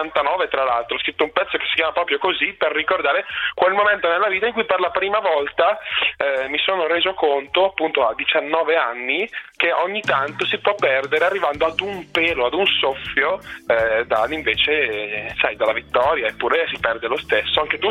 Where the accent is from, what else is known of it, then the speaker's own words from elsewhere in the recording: Alzano Lombardo, Lombardy, Italy; now in Albino, Italy; Sì, io sono nato ad Alzano, vivo ad Albino, ho frequentato le scuole lì ad Alzano